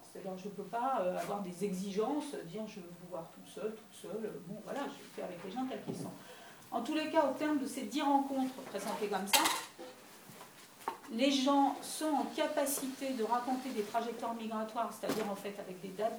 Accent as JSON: {"language": "French", "town": "Paris", "region": "Île-de-France", "country": "France", "tie": "born there", "said": "Or, il se trouve que je suis née en avance, donc je suis née à Paris."}